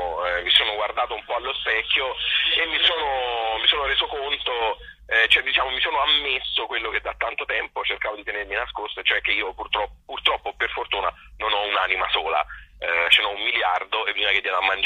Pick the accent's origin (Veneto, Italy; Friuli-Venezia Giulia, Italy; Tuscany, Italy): Tuscany, Italy